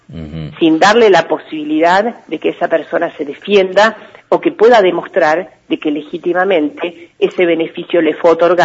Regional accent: Carmen de Patagones, Buenos Aires Province, Argentina; born there; now in Viedma, Argentina; Vivo hace 31 años en Viedma, nací en Carmen de Patagones.

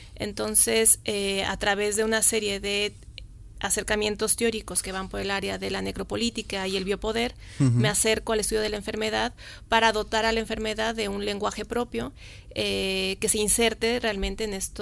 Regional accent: Mexico; yo soy mexicana, como bien lo dijiste

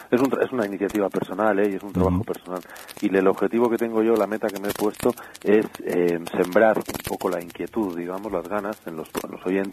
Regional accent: Basque Country, Spain; ahora que estoy otra vez en mi tierra, en el País Vasco

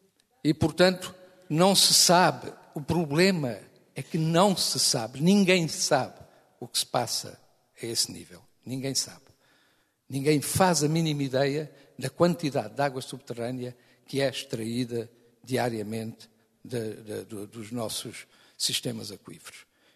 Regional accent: Portugal; Meu caro amigo, eu sou português tanto como o senhor.

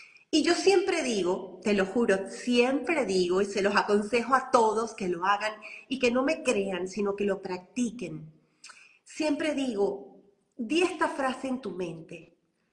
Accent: Venezuela; moved away as an adult; also born or lived in United States; como no era primera vez que salía de mi país, porque yo nací en Venezuela y después salí a los 20 y pico de años, salí a Estados Unidos.

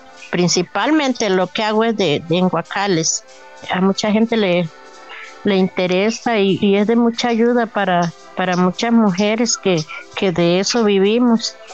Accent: Salitre, Puntarenas, Costa Rica; Yo soy de Salitre, hago guacales, todo lo que sea en jícara

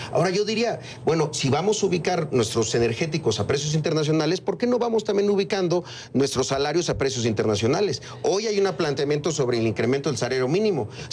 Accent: Chiapas, Mexico; yo soy de Chiapas. Hoy en Chiapas hay 20 puntos en la frontera, en los municipios fronterizos con Guatemala

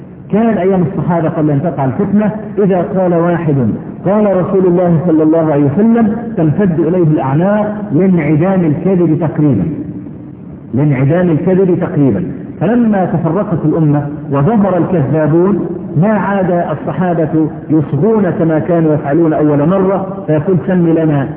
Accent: Egypt; عندنا في مصر

